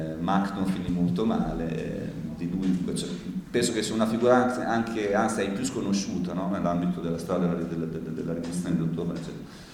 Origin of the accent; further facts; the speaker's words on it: Bologna, Emilia-Romagna, Italy; quindi siamo bolognesi, no?